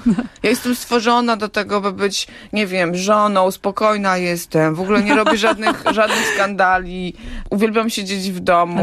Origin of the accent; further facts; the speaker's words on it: Hajnówka, Podlaskie Voivodeship, Poland; also born or lived in Białystok; Urodziłam się w Białymstoku, ale rzeczywiście dorastałam w Hajnówce i łączy mnie z Hajnówką nie tylko cała, że tak powiem, spuścizna, historia tego miejsca i ta multikulturowość i ta wielobarwność etnograficzna, ale też przede wszystkim korzenie.